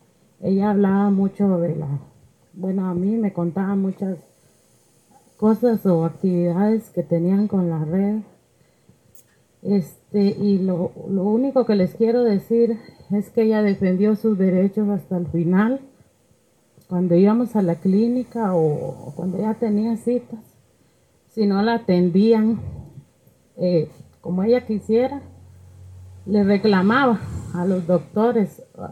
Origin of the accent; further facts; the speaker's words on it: Salitre, Guayas, Ecuador; Soy de Río Azul, Salitre.